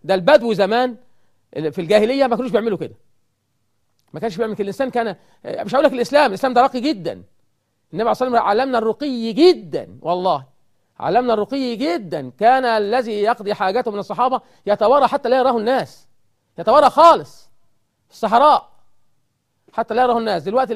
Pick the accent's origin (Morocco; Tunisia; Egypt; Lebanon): Egypt; إحنا كمصريين، أنا مصري، عشان تقول بتشتمنا ليه؟ أنا مصري